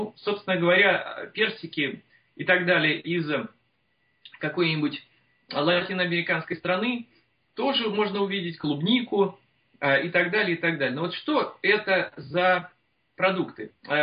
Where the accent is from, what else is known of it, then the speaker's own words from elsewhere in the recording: Moscow, Russia; Я коренным москвичем, будучи всегда знал, что я буду жить за городом, что я буду жить на своей земле